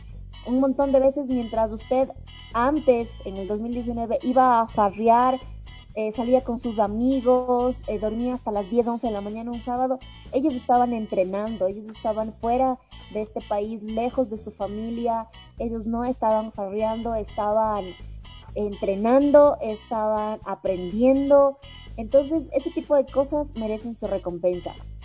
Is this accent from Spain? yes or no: no; Ecuador; yo me siento feliz como ecuatoriana